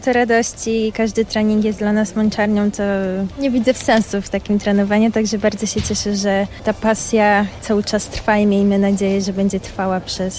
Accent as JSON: {"language": "Polish", "town": "Rybnik", "region": "Silesian Voivodeship", "country": "Poland", "said": "Tak, tak, jestem z Rybnika."}